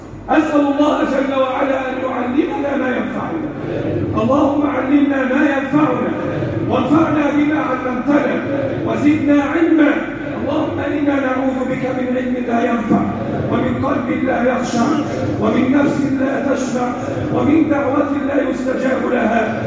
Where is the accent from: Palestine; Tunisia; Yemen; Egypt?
Egypt; اللهم احفظ بلدنا مصر وسائر بلاد